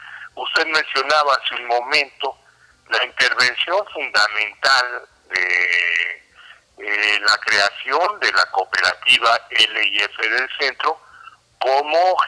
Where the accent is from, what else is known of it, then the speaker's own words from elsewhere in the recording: Mexico; Para beneficio de nosotros los mexicanos y para nosotros mismos como mexicanos.